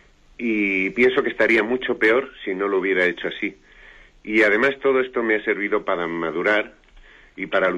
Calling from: Madrid, Community of Madrid, Spain; de Madrid.

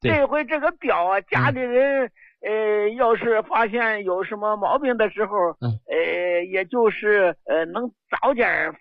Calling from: Xi'an, Shaanxi, China; 我是西安的。

